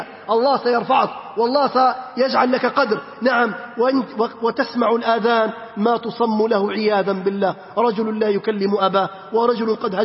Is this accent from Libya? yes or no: yes; Libya; بلادنا ليبيا الحبيبة بأمس الحاجة أن نرمي هذه الضغائن